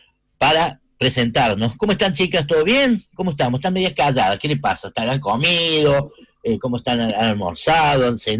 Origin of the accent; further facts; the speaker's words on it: Argentina; que hablaba de lo que somos los argentinos